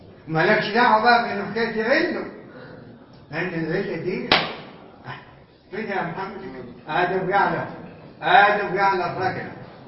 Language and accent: Arabic; Egypt; اصلا احنا ما كمصريين ما كانوش يعبرونا